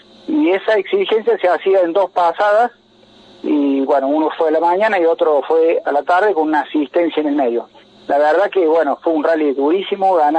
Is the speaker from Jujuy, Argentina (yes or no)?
no; Capilla del Monte, Córdoba, Argentina; la gente de mi pueblo acá en Capilla del Monte me puede ver